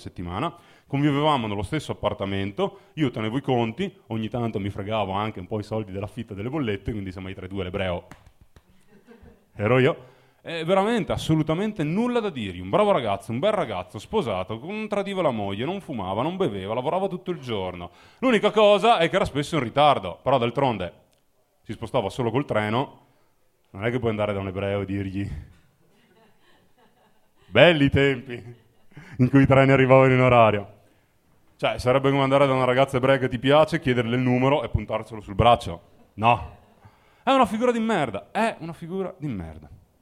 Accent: Mozzecane, Veneto, Italy; perché non sono di Milano, sono di Verona, sono di un paese della provincia di Verona che si chiama Mozzecane.

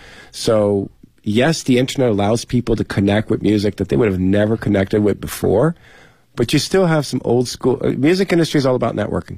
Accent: New York, United States; Because I come from New York, and to me, New York, the greatest years of New York are the 80s and 90s when punk and hip-hop

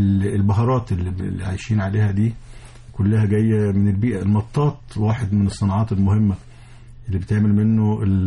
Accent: Egypt; قلنا أن المؤتمر هيبقى عندنا في مصر

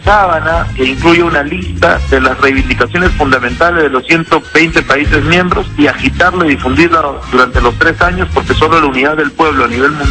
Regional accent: Venezuela; le diría que, como venezolano, impulsar y difundir el proceso venezolano y defenderlo.

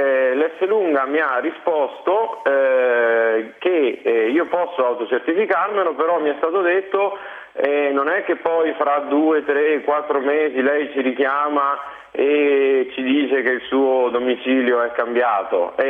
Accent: Frosinone, Lazio, Italy; born there; now in Verona, Italy; Io abito a Verona, ma ho la residenza nella mia città natale, che è Frosinone.

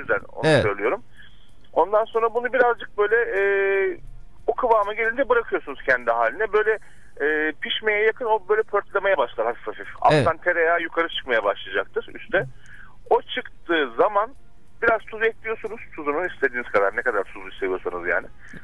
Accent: Trabzon, Turkey; Ben Karadenizliyim. Ben Trabzonluyum.

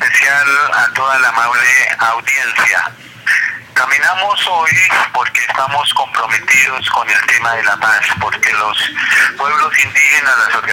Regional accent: Colombia; los derechos que nos asiste como colombianos y colombianas nos permita vivir en condiciones dignas.

